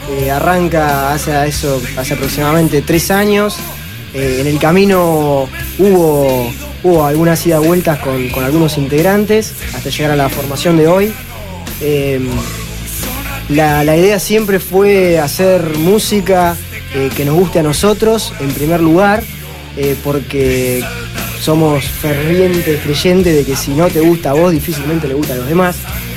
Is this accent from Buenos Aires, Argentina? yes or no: yes; Buenos Aires, Argentina; nosotros, si bien somos de allá de Zona Sur, nos gusta movernos.